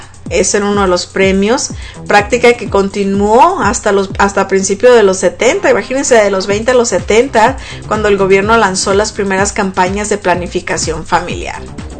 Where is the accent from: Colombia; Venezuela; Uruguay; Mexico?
Mexico; Siendo mexicanos, nosotros a veces pues nos ponemos los moños y pues algo parecido pasó.